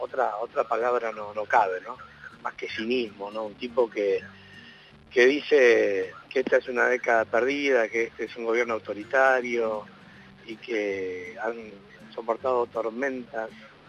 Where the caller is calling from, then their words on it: Floresta, Buenos Aires, Argentina; de Floresta.